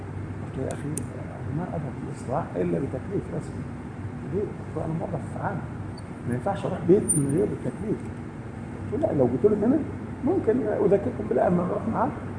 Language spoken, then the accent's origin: Arabic; Upper Egypt, Egypt; زي الفوضى اللي عندنا في الصعيد مثلا